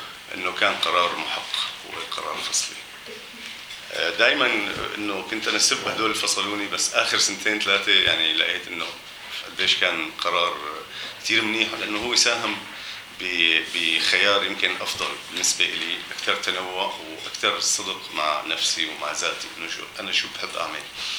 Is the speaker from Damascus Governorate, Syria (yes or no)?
no; Aleppo, Aleppo Governorate, Syria; انه اهم شيء بالنسبة لي انه انا حامل حلبي داخلي، يعني حلبي رهيب، انه حلب حلب حلب كان شيء فظيع. هاي المدينة لفترات ضليت عايش بهي الحالة فترات التسعينات لمنتصفة تقريبا،